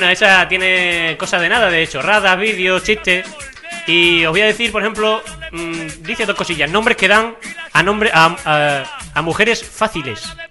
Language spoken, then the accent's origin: Spanish; Spain; yo soy español y a mí me gustan más los tonos españoles.